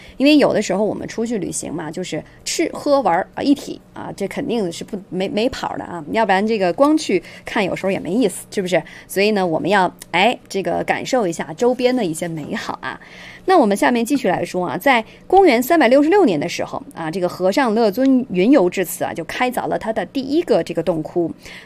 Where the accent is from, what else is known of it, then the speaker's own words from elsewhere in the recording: China; 咱们作为一个中国人吧这个了解自己国家的一些这种历史文化呀